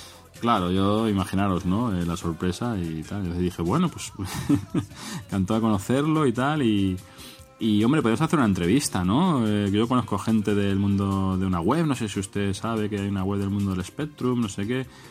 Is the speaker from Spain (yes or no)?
yes; Barcelona, Catalonia, Spain; Yo soy de Barcelona también, de alrededores.